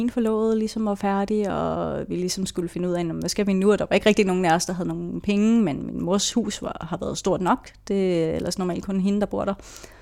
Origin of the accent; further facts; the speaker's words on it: Gadstrup, Zealand, Denmark; jeg er født og opvokset i Gastrup, sådan lige i nærheden af Roskilde. Der har jeg stort set boet næsten hele mit liv. Jeg gik endda i folkeskole i den selv samme